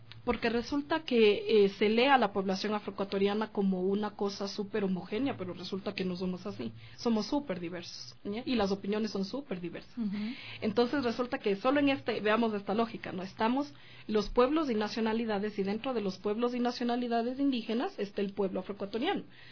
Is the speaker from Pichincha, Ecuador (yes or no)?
yes; Quito, Pichincha, Ecuador; yo nací y vivo aquí en Quito ya.